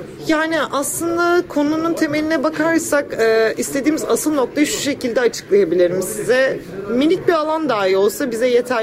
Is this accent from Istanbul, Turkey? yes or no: yes; Büyükada, Istanbul, Turkey; 23 yaşındayım, doğma büyüme Büyükadalıyım. Buradan bir Büyükadalı genç olarak seslenmek istiyorum.